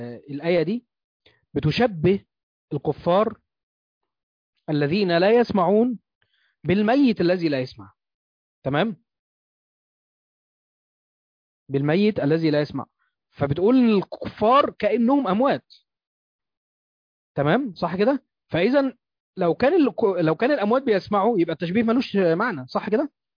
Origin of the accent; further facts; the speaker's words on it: Egypt; وده موجود عندنا في مصر كتير بالذات في الاماكن الريفيه وفي الصعيد